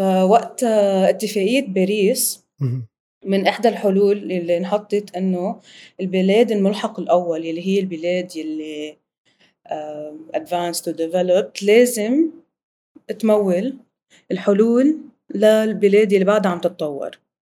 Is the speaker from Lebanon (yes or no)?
yes; Lebanon; أنا من لبنان